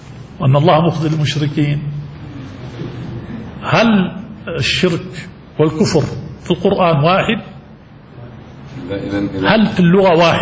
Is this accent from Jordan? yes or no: yes; Jordan; في بلادنا الأردن المهروس، ولا سيما في الشمال، شمال الأردن